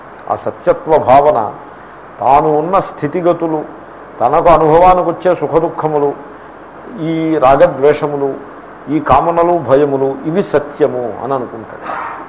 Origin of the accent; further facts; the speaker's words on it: Andhra Pradesh, India; నేను ఎక్కడో కోనసీమలో మూల పుట్టి పెరిగాను, ఇంగ్లీషు నాకు మాతృభాష కానే కాదు.